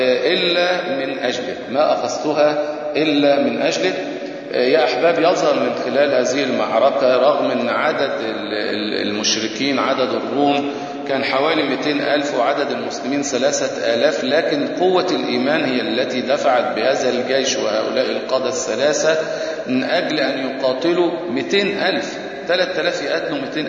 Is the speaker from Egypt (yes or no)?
yes; Egypt; ويمكن دي ما زالت موجودة في بعض القرى عندنا في مصر